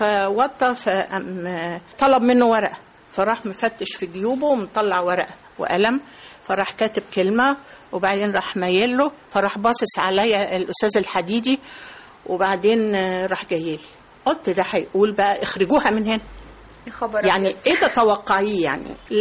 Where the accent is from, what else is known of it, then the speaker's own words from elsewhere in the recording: Egypt; انت عارفة ان احنا مصريين أذكياء